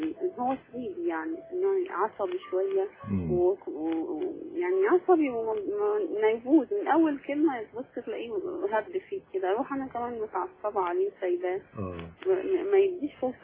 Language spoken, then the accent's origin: Arabic; Cairo, Cairo Governorate, Egypt; انا اصلا من القاهرة بس انا دلوقتي عايشة في الجنوب يعني جنوب مصر